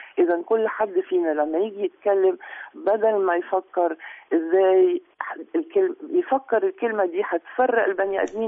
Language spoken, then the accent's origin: Arabic; Egypt; وأنا مش بتكلم عن نفسي، أنا بتكلم علينا كمصريين